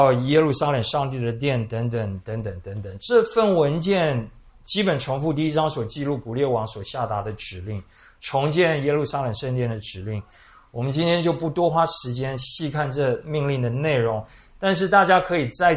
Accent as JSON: {"language": "Chinese", "country": "Taiwan", "said": "很类似我们台湾人的民间信仰"}